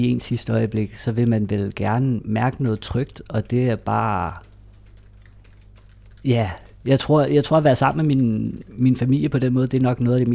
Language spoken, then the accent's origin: Danish; Greve, Zealand, Denmark; Og vi boede i Greve, Hundi, hvor jeg voksede op, mødte nogle venner allerede i børnehaven